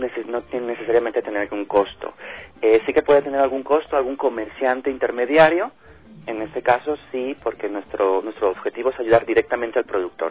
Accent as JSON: {"language": "Spanish", "country": "Ecuador", "also_born_or_lived": "Spain", "said": "Yo he vivido casi toda mi vida fuera, pues más con España, pero soy ecuatoriano, amo mi país y hemos estado luchando por extender nuestra cultura allí. Y ahora hemos vuelto, junto con mi familia, hace muy poquitos meses"}